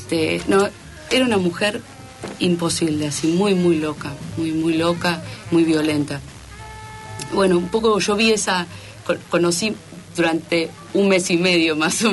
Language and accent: Spanish; Buenos Aires, Argentina; Yo me crié en Palermo Viejo, cuando era Palermo Viejo, nada más.